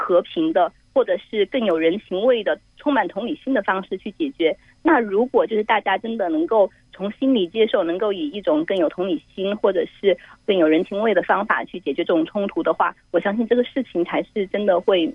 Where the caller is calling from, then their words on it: Shenzhen, Guangdong, China; 哦，我来自深圳。